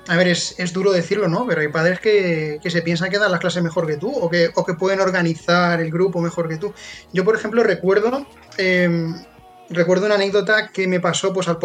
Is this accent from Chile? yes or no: no; Alicante, Valencian Community, Spain; yo no soy de novelda, ¿no? Soy de Alicante